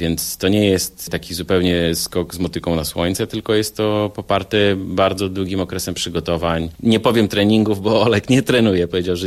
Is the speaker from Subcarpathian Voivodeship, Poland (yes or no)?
no; West Pomeranian Voivodeship, Poland; Ja jestem z Pomorza Zachodniego